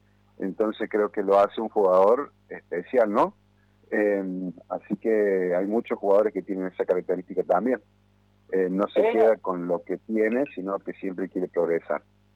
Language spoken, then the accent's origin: Spanish; Córdoba, Argentina; Y soy cordobés, bueno, aviso por la duda.